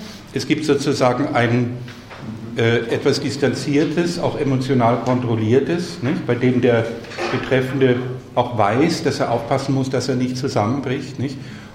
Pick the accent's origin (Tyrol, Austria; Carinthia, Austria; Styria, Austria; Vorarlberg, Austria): Carinthia, Austria; Vor allem in Kärnten, wo ich herkomme, nicht?